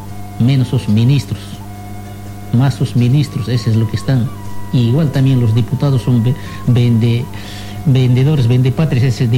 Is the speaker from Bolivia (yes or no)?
yes; Bolivia; nosotros también somos parte de Bolivia. En todo momento nosotros podemos hablar de nuestro país.